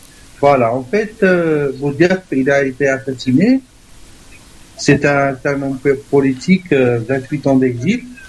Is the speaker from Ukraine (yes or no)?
no; Morocco; je te remercie beaucoup pour m'avoir donné la parole en tant que Marocain.